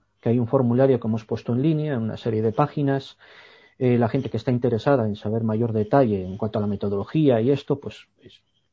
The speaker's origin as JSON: {"language": "Spanish", "region": "Basque Country", "country": "Spain", "tie": "born there", "said": "Yo soy nacido en el País Vasco y aquí hay una tradición brujeril extraordinaria y soy hijo de padre nacido cerquita de Trasmoz"}